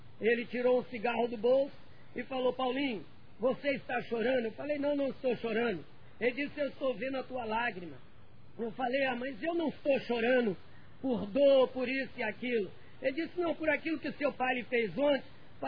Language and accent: Portuguese; Rio de Janeiro, Brazil; Eu sou natural do Rio de Janeiro … eu sou de uma família pobre lá do Rio de Janeiro, da Baixada Fluminense